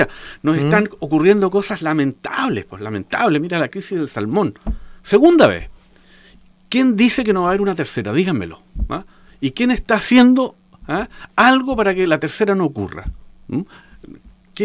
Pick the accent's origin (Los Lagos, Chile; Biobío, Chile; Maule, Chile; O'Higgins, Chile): Los Lagos, Chile; Osorno; moved away; yo llegué a Osorno hace 3 años atrás, después de 37 años de haber estado fuera de mi pueblo